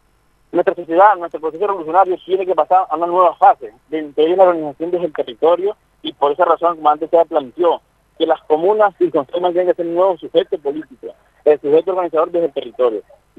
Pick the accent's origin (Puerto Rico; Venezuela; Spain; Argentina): Venezuela; el poder constituyente somos todos los venezolanos